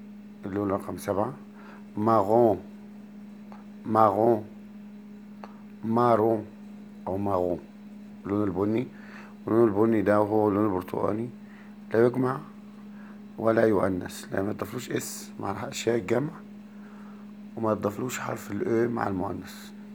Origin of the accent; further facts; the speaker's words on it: Egypt; موف احنا بنقول عندنا في مصر